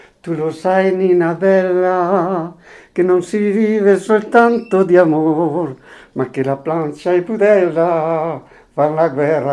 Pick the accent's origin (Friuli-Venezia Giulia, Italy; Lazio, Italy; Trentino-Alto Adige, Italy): Trentino-Alto Adige, Italy; Volano; also born or lived in Switzerland; sono 20 anni che sono venuto dalla Svizzera con mia moglie. Perché amo il mio paese, Volano è il mio paese nativo, Caliano è il mio paese mio